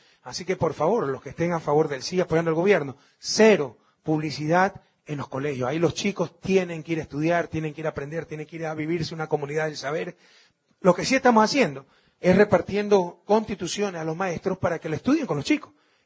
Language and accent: Spanish; Guayaquil, Guayas, Ecuador; born there; Orgullo de mi ciudad natal, Guayaquil, y de todo el Ecuador.